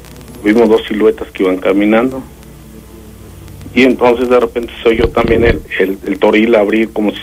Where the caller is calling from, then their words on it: San Miguel de Allende, Guanajuato, Mexico; De aquí, San Miguel de Allende.